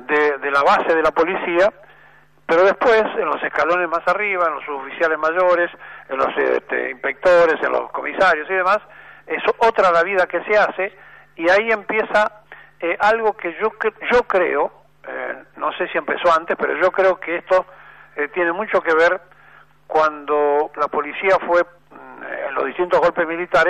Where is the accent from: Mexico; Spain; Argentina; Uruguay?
Argentina; Somos así, los argentinos somos así, así nos va.